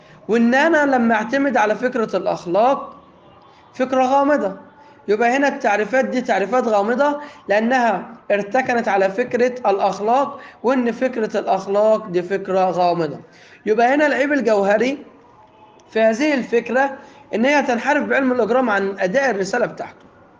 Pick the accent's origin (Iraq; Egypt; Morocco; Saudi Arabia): Egypt; ولكن عندنا في مصر جريمه